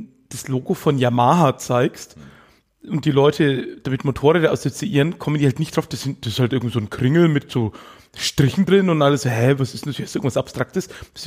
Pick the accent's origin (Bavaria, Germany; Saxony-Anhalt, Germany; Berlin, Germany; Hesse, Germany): Bavaria, Germany; Erlangen; born there; Nee, ich bin in Erlangen geboren